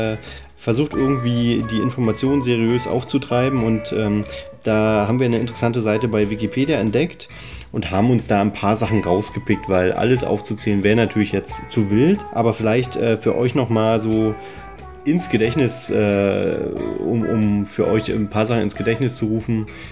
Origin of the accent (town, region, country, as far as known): Berlin, Germany